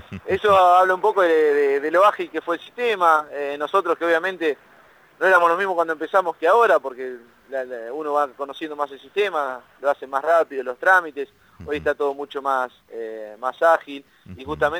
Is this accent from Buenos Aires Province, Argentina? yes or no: yes; Olavarría, Buenos Aires Province, Argentina; acá somos de Olavarría